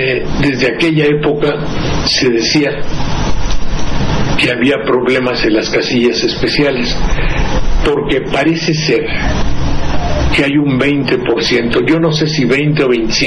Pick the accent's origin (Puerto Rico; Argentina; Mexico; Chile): Mexico; porque yo soy un mexicano de cultura media